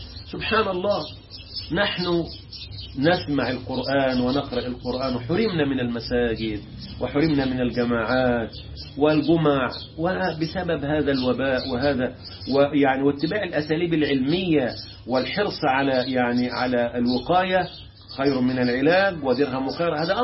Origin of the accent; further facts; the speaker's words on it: Egypt; عندنا في مصر وطلعها فرنسا